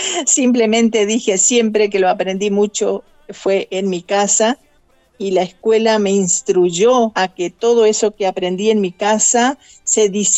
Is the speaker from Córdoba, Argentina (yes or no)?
no; El Colorado, Formosa, Argentina; Yo nací en el Colorado Formosa. Ajá. A 400 kilómetros.